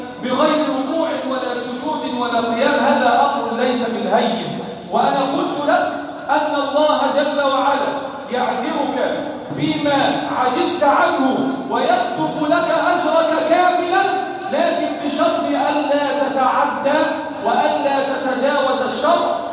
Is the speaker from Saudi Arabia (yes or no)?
no; Egypt; اللهم احفظ بلدنا مصر